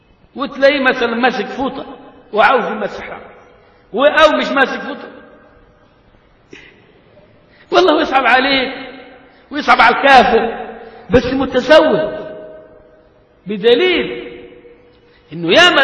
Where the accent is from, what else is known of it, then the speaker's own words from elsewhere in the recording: Egypt; غاية لما قيل في المثل عندنا كمصريين